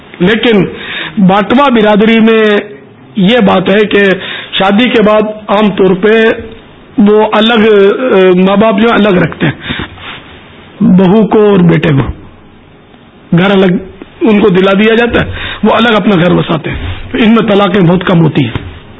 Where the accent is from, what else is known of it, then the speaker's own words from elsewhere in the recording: Pakistan; born there; میں اگرچہ پاکستان میں پیدا ہوا ہوں, کتیانہ کبھی گیا نہیں, لیکن ظاہر ہے ہمارے ماں باپ تو وہیں کہتے